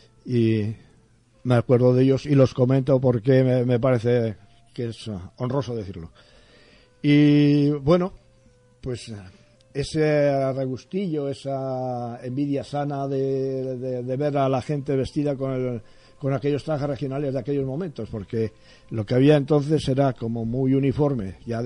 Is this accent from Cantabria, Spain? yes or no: yes; Torrelavega, Cantabria, Spain; Nací en Torrelavega. Y me pego con el quien sea para decir que yo nací en Torrelavega.